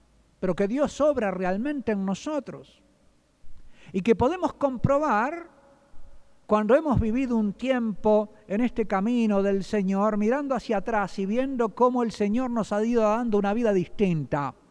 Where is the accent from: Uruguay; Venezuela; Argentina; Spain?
Uruguay; lo que hace la mayoría de los que yo veo todavía en mi tierra, en el Uruguay, ¿verdad?